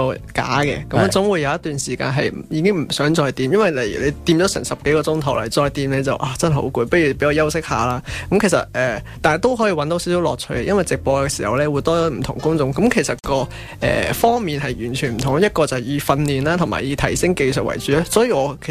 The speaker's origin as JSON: {"language": "Cantonese", "country": "Hong Kong", "said": "因为我身为一个香港人过去呢，因为我普通话虽然是可以讲的，但都不算太标准。"}